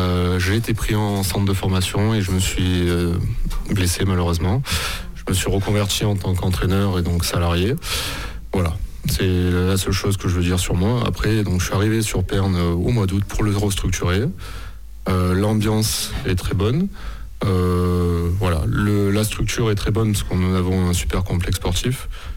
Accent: L'Isle-sur-la-Sorgue, Provence-Alpes-Côte d'Azur, France; Alors moi, je suis originaire d'Ille-sur-la-Sorgue.

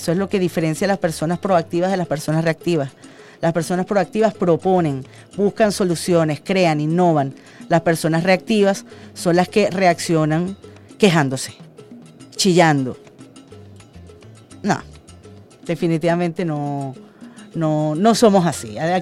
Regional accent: Venezuela; todos somos venezolanos

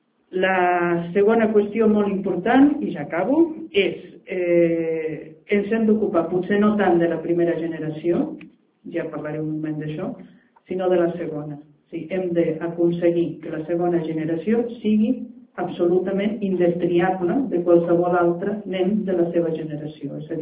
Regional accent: Catalonia, Spain; Perquè també podem ser nosaltres, com a catalans, una minoria dintre d'aquesta societat multicultural

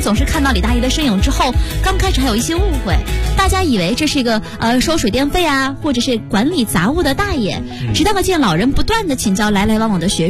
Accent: Shandong, China; 继续分享一个来自我家乡的消息，山东的一条消息

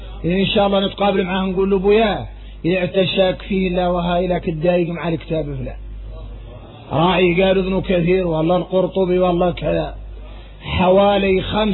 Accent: Mauritania; يا غير احنا موريتاني فينا واحدين اولاد الخيام الكبارات

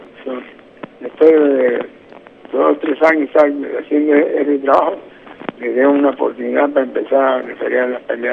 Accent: Mexico; muchos americanos, siendo yo mexicano, americanos me apoyaron mucho.

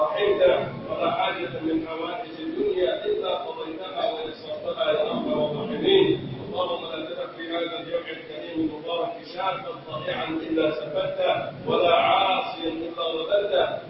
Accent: Egypt; من أرادنا أراد بلدنا مصر بخير وفقه لكل خير

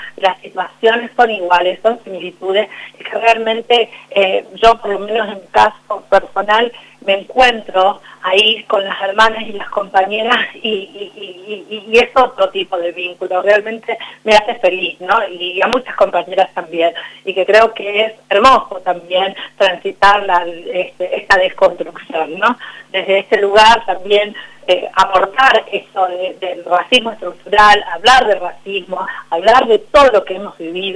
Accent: Salta, Argentina; Mira, yo vengo de Salta y mi mamá no era feminista, yo soy feminista

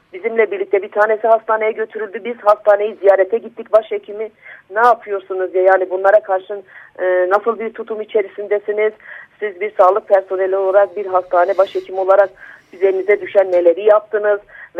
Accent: Van, Turkey; ben bir BDP eş başkanı olarak değil, bir Vanlı olarak, bir anne olarak, çocukları olan bir kadın olarak

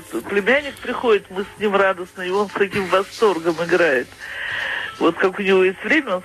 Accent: Baku, Azerbaijan; Я выросла в Азербайджане, в Баку.

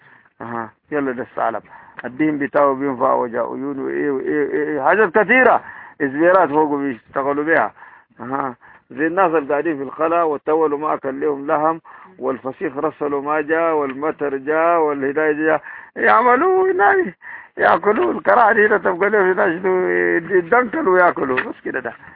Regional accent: Sudan; السودان عندنا موحات كتاب الدين. موحات كتاب الدين دي هاتوه قرآن كده دي الدارجة بتاعتنا

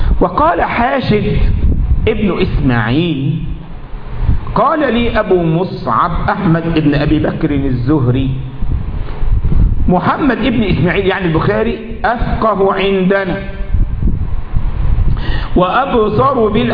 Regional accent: Egypt; من متقني القراءات عندنا في مصر

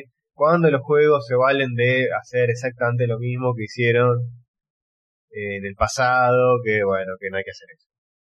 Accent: Argentina; Soy argentino, señor.

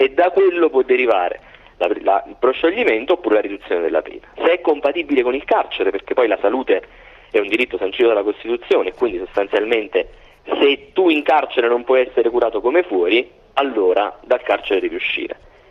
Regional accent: Salerno, Campania, Italy; Io sono salernitano.

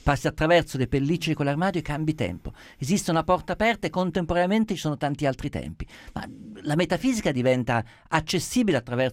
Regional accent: Umbria, Italy; ho dovuto portare mio figlio maggiore a Narni, città che conosco essendo io umbro

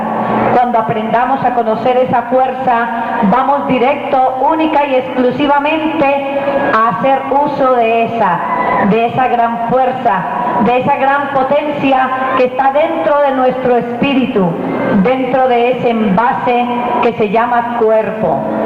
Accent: Colombia; pero como colombiana y masoquista que soy, deseo sufrir parejo con ustedes

